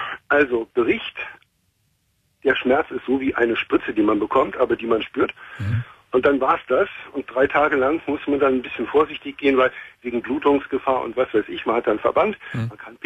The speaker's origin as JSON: {"language": "German", "region": "Berlin", "country": "Germany", "said": "Ich komme da aus Neukölln."}